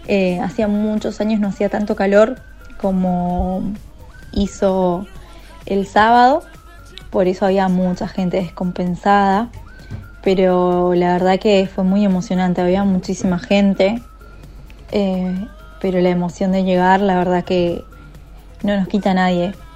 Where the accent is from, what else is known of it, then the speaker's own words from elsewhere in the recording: Wilde, Buenos Aires Province, Argentina; Soy acá de Wilde.